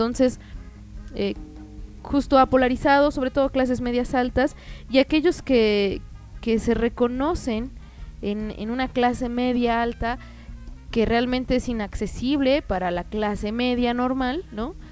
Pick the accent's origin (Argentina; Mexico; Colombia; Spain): Mexico; a los más de 120 millones que somos de mexicanos que sobrevivimos con el mínimo